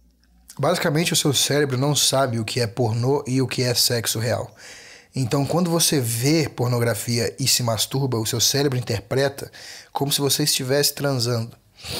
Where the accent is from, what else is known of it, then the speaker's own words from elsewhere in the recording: Brazil; born there; nós europeus, que nascemos no Brasil por azar, gostamos de Búzios